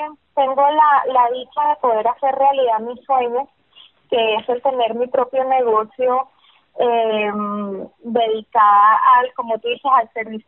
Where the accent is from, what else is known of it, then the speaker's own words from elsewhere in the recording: Lebanon; muchísimo amor a la gastronomía libanesa porque pues amo cocinar y lo que más amo cocinar es la comida de mi tierra